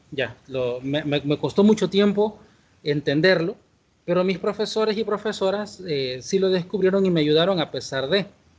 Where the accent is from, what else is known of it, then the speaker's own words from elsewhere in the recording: San Salvador, El Salvador; Mi experiencia de escuela fue en el pueblo de donde soy originario, que estoy a 20 minutos de la capital, de San Salvador. Eso es al